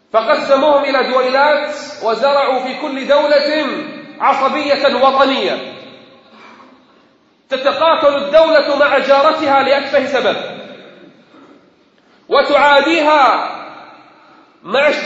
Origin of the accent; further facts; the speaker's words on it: Kuwait; عندنا في الكويت